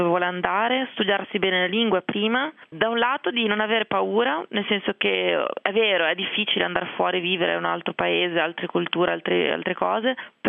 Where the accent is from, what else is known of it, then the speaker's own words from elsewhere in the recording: Genoa, Liguria, Italy; perché io vengo da Genova, i genovesi sono un po' orsi